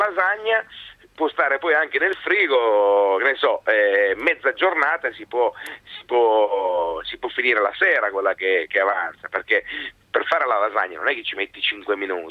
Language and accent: Italian; Calabria, Italy; Sto preparando uno spettacolo nuovo che parlerà dell'Italia, ma di quanto siamo italiani noi